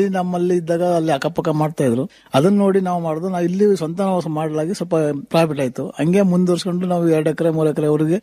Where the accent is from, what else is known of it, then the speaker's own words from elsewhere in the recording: Oddalli, Karnataka, India; also born or lived in Enguba; ನಮ್ಮ ಹುಟ್ಟೂರು ಎಂಗುಂಬ, ಹುಣಸೂರು ತಾಲೂಕು. ನಮ್ಮ ತಾಯಿ ಊರಿನಲ್ಲಿ ಕ್ಯಾನಗರ ಹತ್ರ ಒಡ್ಡಳ್ಳಿ ನಮ್ಮನ್ನ ಸಾಕಿದ್ರು. 28 ವರ್ಷ ಗಂಟ ಅಲ್ಲಿ ಸಾಕಿ ಅಲ್ಲಿಂದ ನಾವು ಅಲ್ಲಿ ಕೂಲಿ ಕೆಲಸ ಸಿಕ್ಕೋದಿಲ್ಲ ಅಂದ್ಬಿಟ್ಟು ಇಲ್ಲಿ ಹುಲ್ಸೆಗೆ ಒಂದು ಬಂದ.